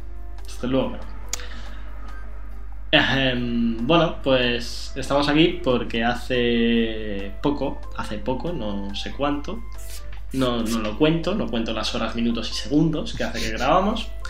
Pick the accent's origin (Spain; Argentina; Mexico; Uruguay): Spain; Catalonia; Oye, que soy catalán, un poquito de que me duele el pagar, me escuece.